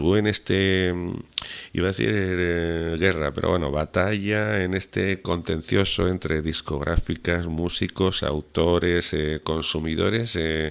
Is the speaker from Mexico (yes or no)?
no; Huesca, Aragon, Spain; now in Canary Islands, Spain; Yo soy de Huesca concretamente, aunque vivo en Canarias